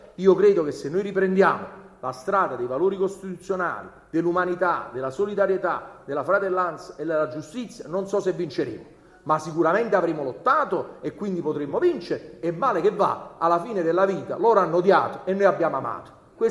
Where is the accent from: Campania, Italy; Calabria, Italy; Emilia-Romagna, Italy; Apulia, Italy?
Campania, Italy; Naples; E allora lo dico per andare a chiudere da napoletano.